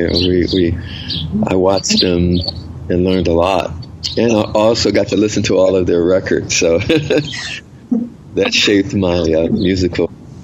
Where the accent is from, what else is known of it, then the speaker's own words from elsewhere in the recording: Philadelphia, Pennsylvania, United States; when I grew up in South Philadelphia.